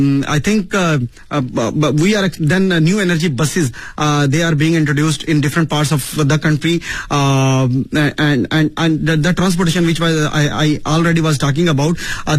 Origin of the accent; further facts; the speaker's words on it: Pakistan; Whenever they heard that I'm from Pakistan, I'm a Pakistani citizen